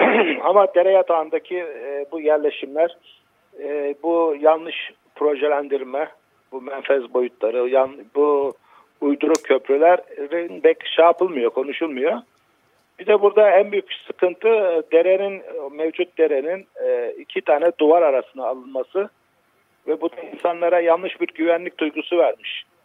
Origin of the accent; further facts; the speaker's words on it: Black Sea Region, Turkey; Ya eskiden ben de Karadenizliyim.